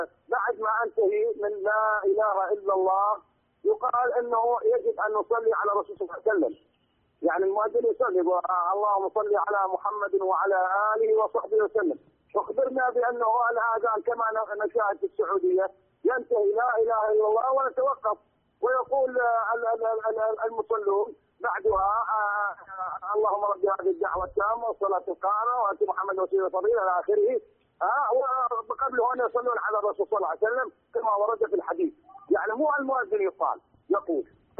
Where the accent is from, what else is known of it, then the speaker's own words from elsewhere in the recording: Iraq; لأن أنا من العراق أعتمر أكثر من مرة